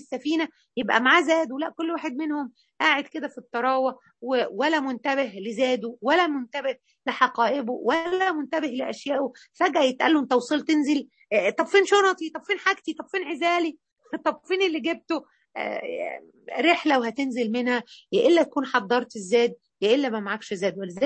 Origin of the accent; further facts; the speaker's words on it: Mansoura, Dakahlia, Egypt; واحنا عندنا في المنصوره